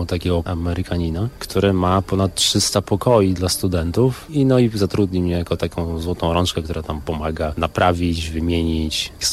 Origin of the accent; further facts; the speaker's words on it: Radzików, Masovian Voivodeship, Poland; wychowałem się na takim małym osiedlu pod Warszawą, Radzików. Pozdrawiam wszystkich z Radzikowa. Tam jest dużo zieleni, tam są ptaki, jest pięknie.